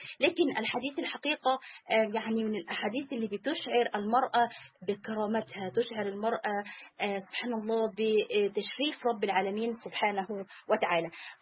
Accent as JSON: {"language": "Arabic", "country": "Egypt", "said": "سواء البلاد العربية أو سواء عندنا في مصر، في بعض القرى"}